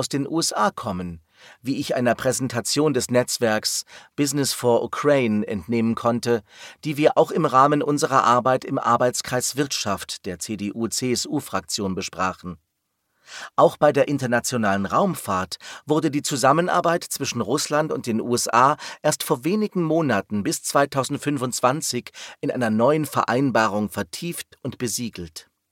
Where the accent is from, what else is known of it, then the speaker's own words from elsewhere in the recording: Berlin, Germany; im Westteil meiner Heimatstadt Berlin.